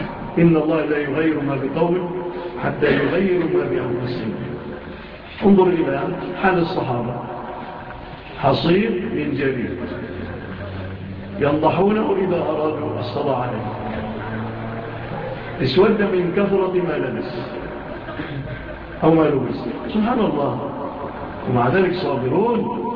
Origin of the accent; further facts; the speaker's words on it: Egypt; وعافى الله بلادنا مصر من هذه الهزات